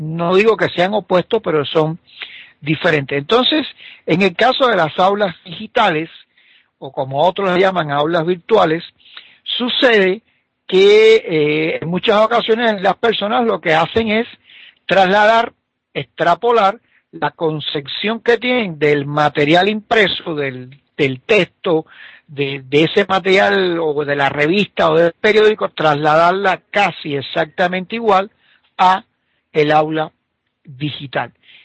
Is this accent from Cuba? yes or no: yes; Cuba; moved away as an adult; now in Bolivia; yo todos saben que yo soy cubano, que radico aquí temporalmente en Bolivia